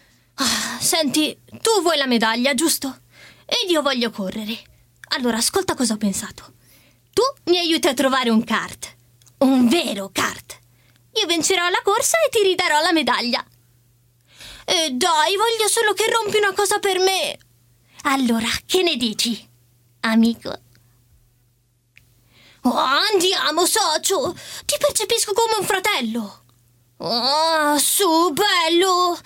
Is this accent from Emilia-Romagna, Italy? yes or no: yes; Cesena, Emilia-Romagna, Italy; Sono di Cesena, di Emilia Romagna.